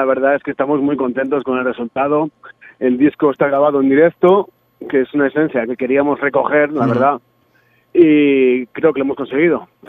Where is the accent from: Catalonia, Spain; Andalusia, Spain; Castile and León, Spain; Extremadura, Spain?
Castile and León, Spain; Zamora; En primer lugar, porque somos de Zamora. En segundo lugar, porque sentimos y pensamos en castellano.